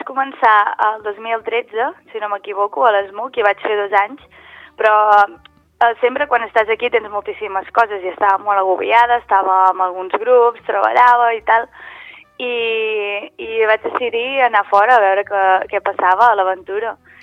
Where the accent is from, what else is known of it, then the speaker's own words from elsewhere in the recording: Avinyó, Catalonia, Spain; born there; jo vaig néixer a Avinyó